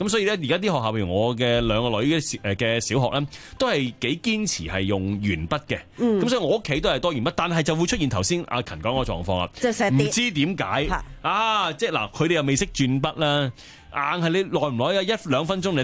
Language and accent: Cantonese; China; 我哋中國人嗰啲字咧，